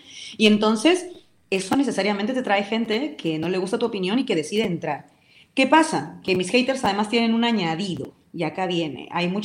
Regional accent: Peru; accent: Peruvian; now in Spain; Tú me estás escuchando y mi acento no es un acento español. Tengo mi acento, hablo como hablaba en Perú y se me ve.

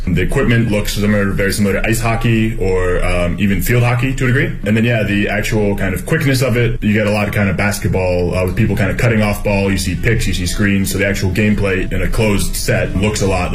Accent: Pittsburgh, Pennsylvania, United States; now in Beijing, China; from Pittsburgh, Pennsylvania. Been in Beijing for about 4 years

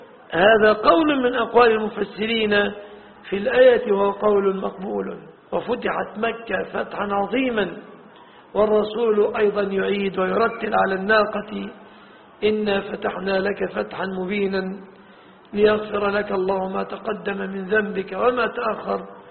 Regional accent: Egypt; باللفظة العامية التي نقولها نحن في بلادنا مصر

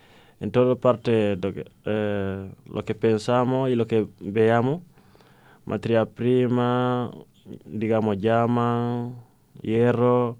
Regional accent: Senegal; now in Spain; Salí de Senegal a Tenerife y tardamos menos, pero sufrimos más.

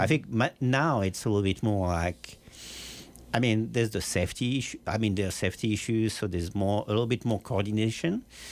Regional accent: Paris, Île-de-France, France; English is a second language; So I grew up in the 80s, and I grew up in Le Halle, which is in the center of Paris.

